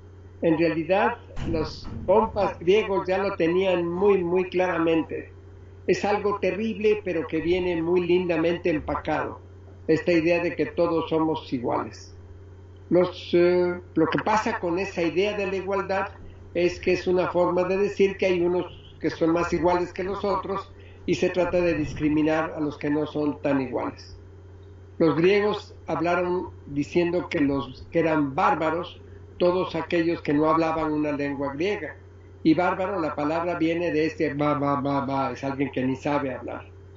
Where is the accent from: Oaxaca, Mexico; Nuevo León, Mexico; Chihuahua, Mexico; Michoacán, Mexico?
Oaxaca, Mexico; que todos somos humanos, que todos somos oaxaqueños, que todos somos mexicanos